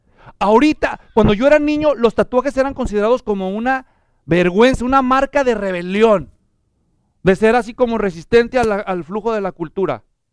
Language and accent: Spanish; Mexico; Cuando yo crecí en México, iba a una secundaria, eran muy estrictos